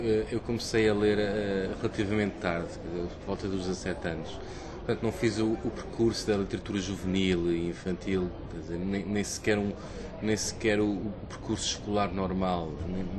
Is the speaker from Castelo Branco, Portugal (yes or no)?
no; Queluz, Lisbon, Portugal; Eu cresci em Queluz, anos 70 e 80, que é um dos grandes subúrbios de Lisboa